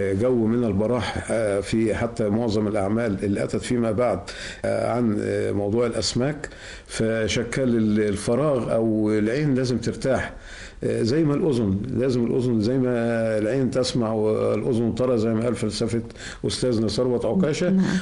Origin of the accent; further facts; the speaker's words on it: Egypt; moved away; حنين للوطن، حنين للرجوع بقى للمشاركات داخل بلدنا الحبيبة، داخل بلدنا مصر.